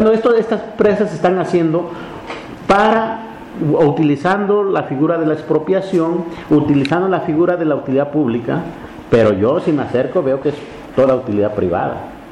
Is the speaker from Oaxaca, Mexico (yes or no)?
yes; Oaxaca, Mexico; porque están en Oaxaca, y yo soy de Oaxaca